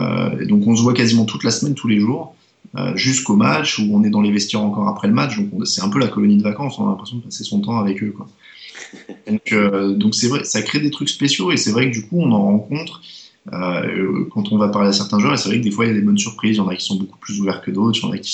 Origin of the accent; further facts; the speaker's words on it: France; t'as un accent, tu viens d'où? Ah, de France.